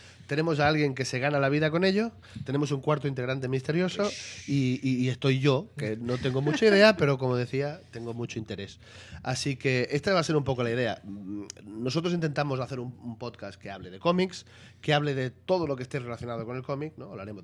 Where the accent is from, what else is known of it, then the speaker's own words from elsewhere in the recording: Barcelona, Catalonia, Spain; Yo vengo de Barcelona y mi introducción al mundo de los cómics fue ya desde pequeñito.